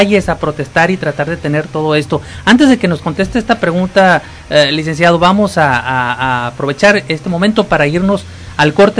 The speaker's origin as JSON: {"language": "Spanish", "country": "Mexico", "said": "qué nos pasa como mexicanos"}